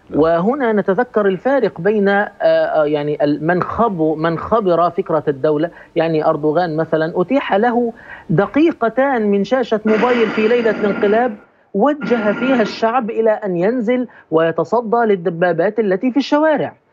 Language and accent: Arabic; Egypt; وأنا أقول هذا ليس باعتباري مصري،